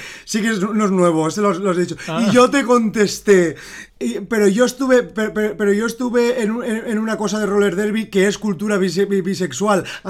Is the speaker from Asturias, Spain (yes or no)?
no; Valencian Community, Spain; Aquí como somos valencianas no pasa nada, porque hacemos una distinción bien clara de la B y la V.